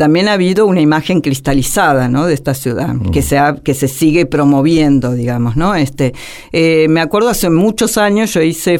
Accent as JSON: {"language": "Spanish", "region": "Buenos Aires", "country": "Argentina", "said": "hablo en términos de la porteñidad, tal como se nos llama. Ahora, somos porteños"}